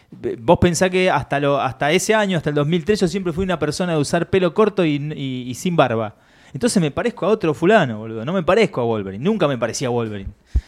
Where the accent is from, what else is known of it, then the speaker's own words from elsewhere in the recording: Chile; born there; y yo nací en Chile, maestro.